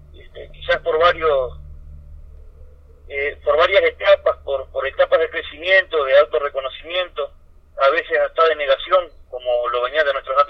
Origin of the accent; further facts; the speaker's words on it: Uruguay; tenemos que, por lo contrario, tenemos que resurgir, tenemos que mostrar que nuestro pueblo aún sigue luchando y está de pie